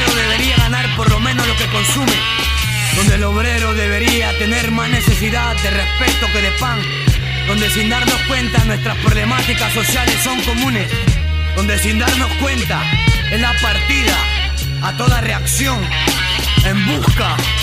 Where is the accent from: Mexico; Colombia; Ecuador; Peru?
Peru; Callao; born there; Yo nací en El Salao, un callejón de adobe, caña y quincha. En el Callao, lo más underground, en un barrio marginal, donde se sabe poco de cultura, de integridad e identidad, donde se crece entre las drogas, entre pistolas y en la violencia familiar.